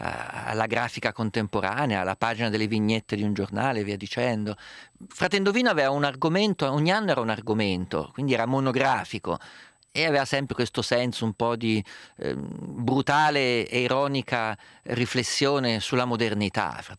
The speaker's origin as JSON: {"language": "Italian", "region": "Umbria", "country": "Italy", "said": "Essendo io umbro"}